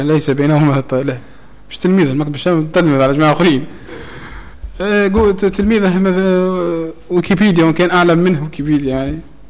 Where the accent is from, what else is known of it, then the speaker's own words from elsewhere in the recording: Tunisia; وهذه زادة مشهورة يسر عندنا في تونس